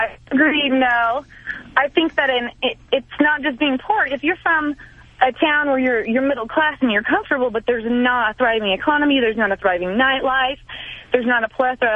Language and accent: English; Colorado, United States; I grew up in rural Colorado.